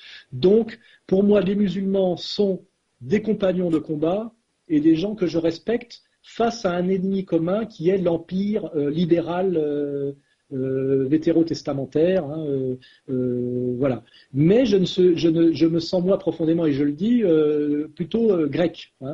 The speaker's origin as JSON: {"language": "French", "country": "France", "said": "je suis un Français helléno-chrétien qui refuse la diabolisation des musulmans."}